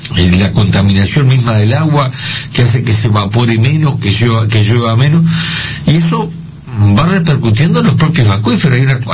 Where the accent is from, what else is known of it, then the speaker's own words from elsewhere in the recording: Uruguay; vos sos el Estado uruguayo, somos nosotros